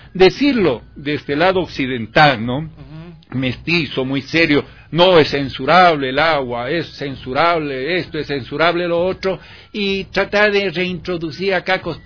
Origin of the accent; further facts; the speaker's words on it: Cuenca, Azuay, Ecuador; Yo me crié en Cuenca, y en Cuenca los carnavales era muy típico.